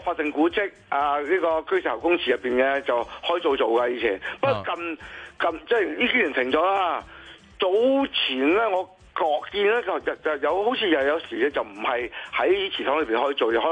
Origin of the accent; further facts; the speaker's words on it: Guangdong, China; 红圣大王嘛，是我们广东人的一个海神来的嘛。